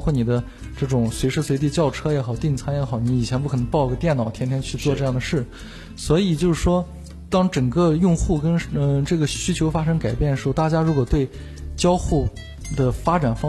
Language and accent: Chinese; Xi'an, Shaanxi, China; 那时候我初一，那时候在我的老家是一个省会城市，在西安